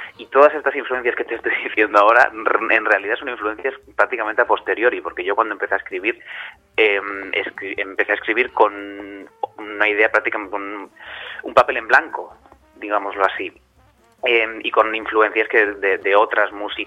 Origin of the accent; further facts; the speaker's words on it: Pamplona, Navarre, Spain; moved away as an adult; now in Barcelona, Spain; Yo vine de Pamplona a los 18 recién cumplidos aquí a Barcelona a estudiar en el Conservatorio y el Liceo